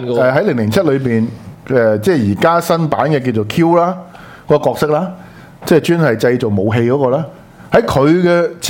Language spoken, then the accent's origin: Cantonese; Hong Kong; 即是我们是受过英治嘛， 被英國人管治過在殖民地裏面嘛，所以呢個就係香港人的 original sin 嚟噶嘛